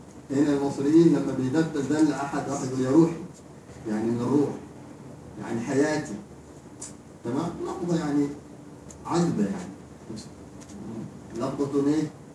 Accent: Hadhramaut, Yemen; now in Egypt; زي ما بنقول عندنا في حضرموت

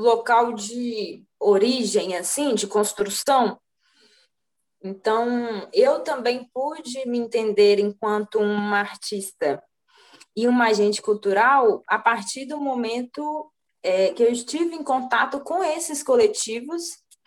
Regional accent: Contagem, Minas Gerais, Brazil; eu ser uma artista de Contagem, do bairro Nacional, e aí massa, todo lugar que eu vou, eu falo que eu vim do Nacional, que eu comecei a pintar aqui no, na minha infância, com uma mestra aqui do bairro

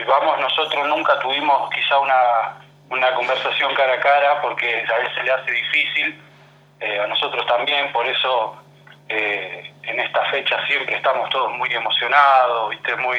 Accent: Capitán Bermúdez, Santa Fe, Argentina; soy de Capitán Bermúdez. Soy hijo de veterano de guerra de Malvinas … de la Fuerza Aérea.

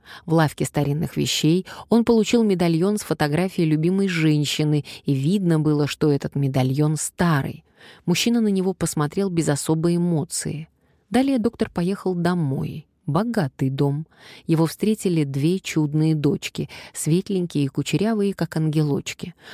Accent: Kazakhstan; Я казашка из Казахстана

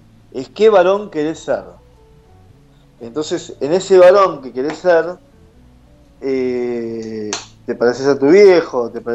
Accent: Caballito, Buenos Aires, Argentina; No, soy de Caballito, de Voto.

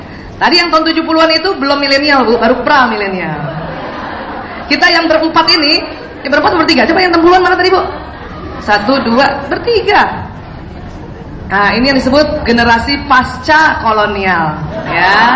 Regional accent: Jakarta, Indonesia; Dari kecil saya di Jakarta sampai SMA di Jakarta. Dulu saya sekolah di Al-Azhar.

